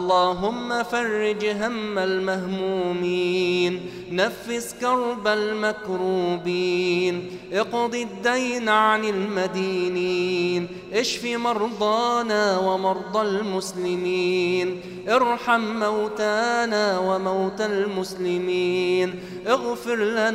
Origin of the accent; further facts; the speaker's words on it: Egypt; عن بلدنا مصر خاصة